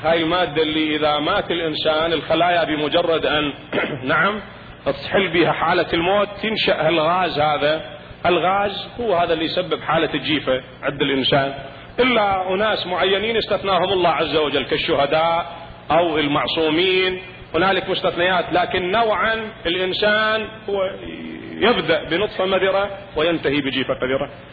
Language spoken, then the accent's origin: Arabic; Iraq; هذا موجود عندنا بالعراق في بعض المناطق التي تزرع الرز.